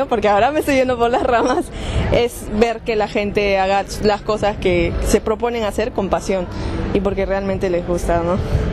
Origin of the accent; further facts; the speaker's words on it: Peru; now in Buenos Aires, Argentina; Yo no soy de aquí, yo soy de Perú.